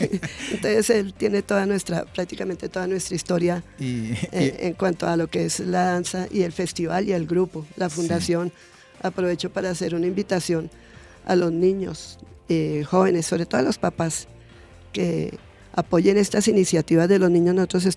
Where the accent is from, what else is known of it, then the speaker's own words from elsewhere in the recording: Soacha, Cundinamarca, Colombia; casi todos los eventos fuera de Soacha los ganan y los ganamos